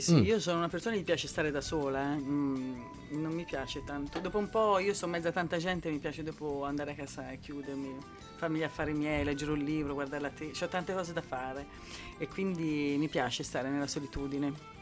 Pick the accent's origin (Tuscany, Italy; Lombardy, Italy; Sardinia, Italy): Tuscany, Italy; Arezzo; born there; now in Bologna, Italy; Sì, sì, per me sì, perché Arezzo ci sono solo nata.